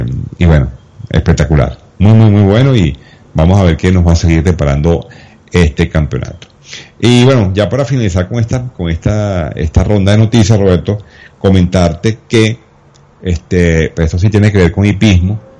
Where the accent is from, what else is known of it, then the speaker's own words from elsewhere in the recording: Venezuela; uno como venezolano se emociona porque nosotros aquí vivimos esa experiencia en el año 71